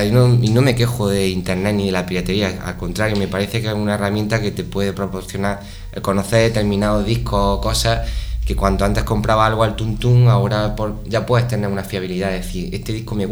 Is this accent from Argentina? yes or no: no; Úbeda, Andalusia, Spain; venimos de Úbeda, un pueblo considerado como ciudad de Semana Santa.